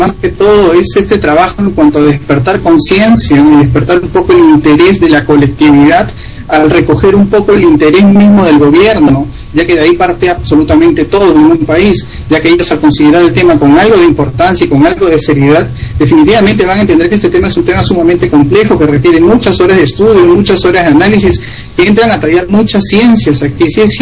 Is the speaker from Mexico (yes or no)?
no; Peru; esa coordinación que venimos ya realizando acá desde Perú, y que también conjuntamente